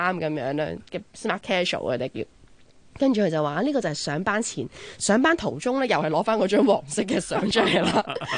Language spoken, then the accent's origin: Cantonese; China; 但系不嬲，我哋中国人咧嗰、那个即系成家立室嘅嗰个传统观念都好强下噶嘛